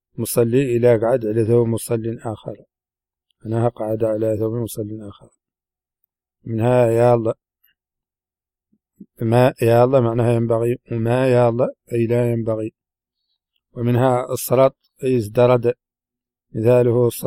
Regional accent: Mauritania; accent: Hassaniya; هذه ترجمة كلمات من لهجتنا الحسانية وردت في هذا الشريط

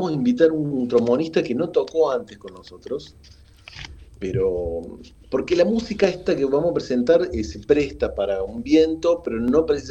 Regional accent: Córdoba, Argentina; yo como cordobés soy medio, por ahí a veces me pierdo en Palermo, así imagínate.

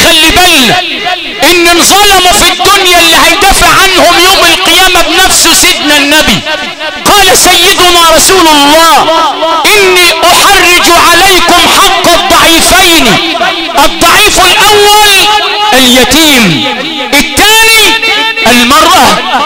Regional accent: Al Sharqia Governorate, Egypt; لذلك عندنا في الشرقية مثل، يقولوا لنا في الشرقية، مش عارف موجود في صعيد مصر ولا لا

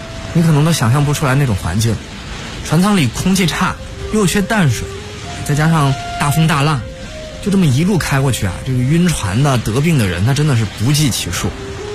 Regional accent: Fujian, China; 我的老家是在福建闽南的山区里，那边有个小村子叫做粗坑

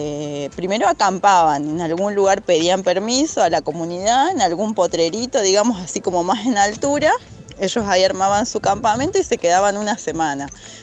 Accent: Tarija, Bolivia; yo que soy de Tarija, que es Bolivia, es zona de valle, donde se produce maní, maíz, papa.

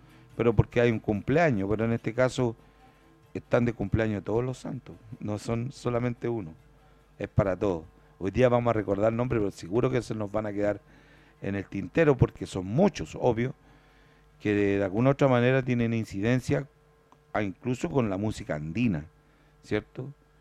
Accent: Puente Alto, Santiago Metropolitan, Chile; born there; Yo tuve la oportunidad de ver uno de esos acá en la población donde yo nací

